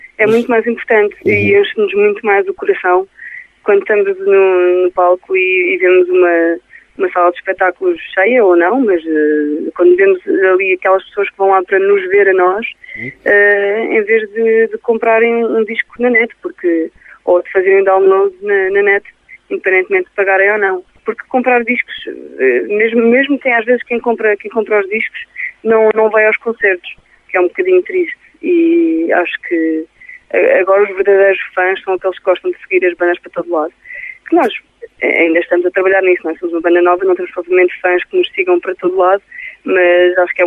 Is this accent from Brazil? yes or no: no; Lisbon, Portugal; Nós somos de Lisboa e fazemos rock